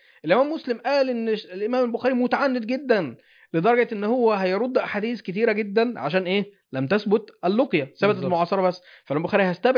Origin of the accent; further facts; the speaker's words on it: Mansoura, Dakahlia, Egypt; فلان ده مصري وانا مصري، فاحنا عشنا في مصر في نفس الحقبة التاريخية، بس هو مثلا من القاهرة وانا من المنصورة.